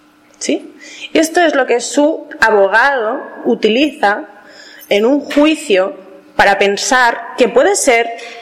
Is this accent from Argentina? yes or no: no; Basque Country, Spain; yo soy vasca y soy de Euskal Herria